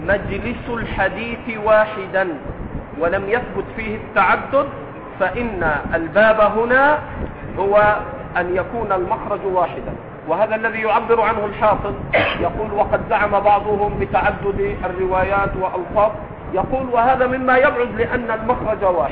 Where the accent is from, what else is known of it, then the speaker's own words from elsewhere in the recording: Upper Egypt, Egypt; اسكت يا صعيدي، وأنا صعيدي ليست مسبة